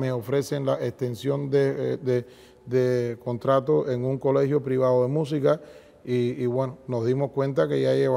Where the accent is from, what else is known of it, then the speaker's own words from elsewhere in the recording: Cuba; ese soy yo, ese cubano que aún con 45 grados bajo cero de nieve se levanta